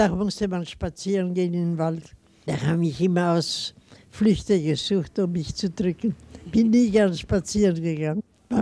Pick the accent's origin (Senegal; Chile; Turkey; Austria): Chile; Iquique, Tarapacá; In Chile, wo ich geboren bin, hatten wir ein großes Haus. Aber nachher haben wir ja hauptsächlich in Iquique gelebt. In der Salpeterstadt von Chile.